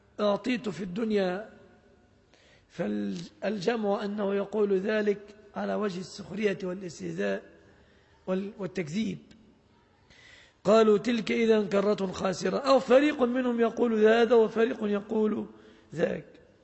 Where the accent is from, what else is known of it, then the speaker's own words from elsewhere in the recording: Egypt; أن تسلم بلادنا مصر وأن يسلم أهلها